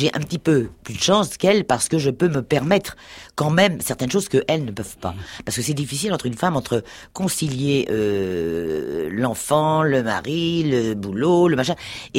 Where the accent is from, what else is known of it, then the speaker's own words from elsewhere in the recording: Paris, Île-de-France, France; born there; also born or lived in Normandy; je suis né à Paris, bon, je suis venu en Normandie, bon, parce que maman y était